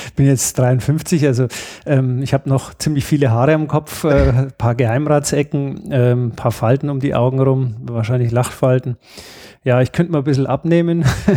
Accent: Bavaria, Germany; now in Upper Bavaria, Germany; Wir sind zwar Beutebayern, wir sind ja mal irgendwann erbeutet worden

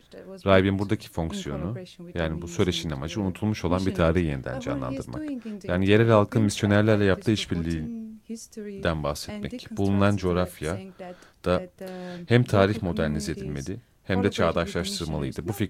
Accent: Armenia; Tabii Doğu Ermenicesi de, çünkü ben oradan geliyorum, Ermenistanlıyım.

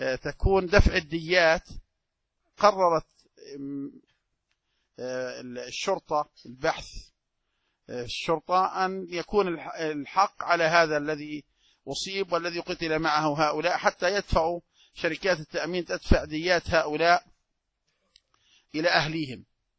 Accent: Jordan; رجل ثري عندنا في الأردن

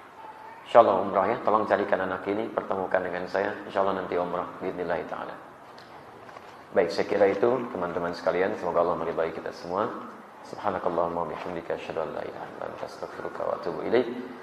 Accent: Lampung, Indonesia; Saya dari Lampung.

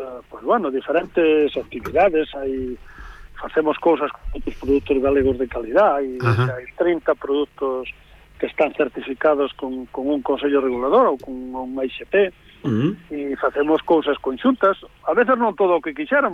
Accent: Galicia, Spain; Eu son un galego orgulloso do meu povo, da miña aldea e da miña terra

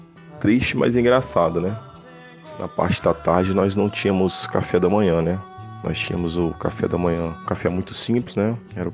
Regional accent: Juiz de Fora, Minas Gerais, Brazil; Porque eu sou do interior, sou de Juiz de Fora, então eu saí do Esporte Clube aqui de Juiz de Fora, nunca tinha ido para um grande centro, né?

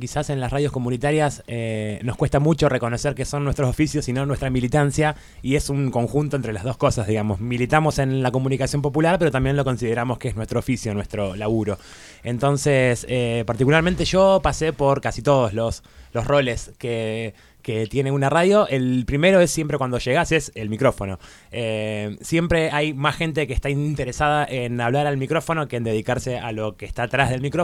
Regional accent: Luján, Buenos Aires Province, Argentina; Es Luján, provincia de Buenos

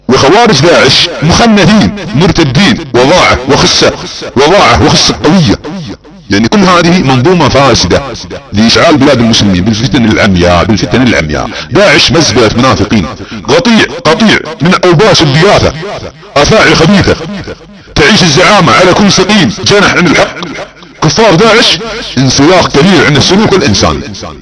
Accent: Saudi Arabia; accent: Saudi; على لهجتنا السعودية

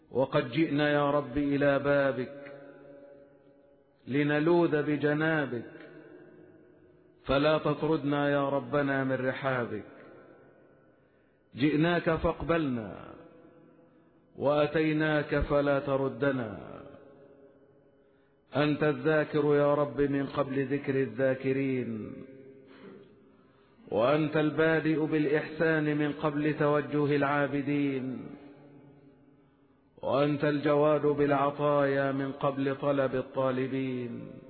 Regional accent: Egypt; بلادنا مصر

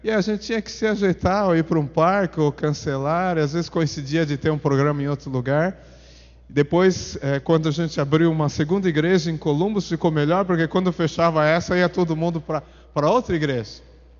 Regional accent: São Paulo, Brazil; born there; eu nasci na Zona Norte, num bairro que chama Bairro do Limão. Não sei se eu sou azedo, mas nasci no Bairro do Limão. E depois a gente ficou ali pela Zona Leste

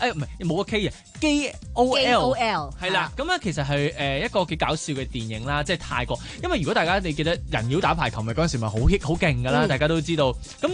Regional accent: Hong Kong; 可能係有少少係迎合翻我哋香港人

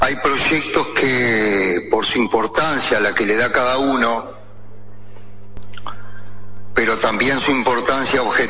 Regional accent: Paysandú, Uruguay; yo soy de Paysandú

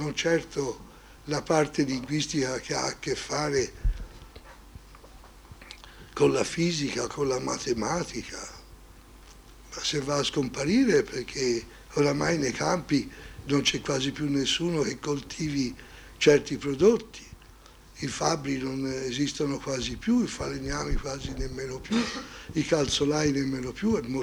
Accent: Florence, Tuscany, Italy; accent: Tuscan; Io sono fiorentino e il toscano, lo si capisce subito che sono fiorentino e toscano

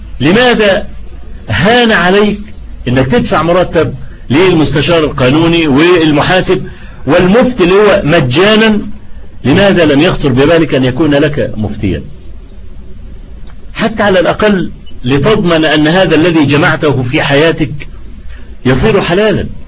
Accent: Egypt; أنا لما عملوا الطريق الاستراد اللي عندنا في مصر اللي هو بيطلع لحلوان

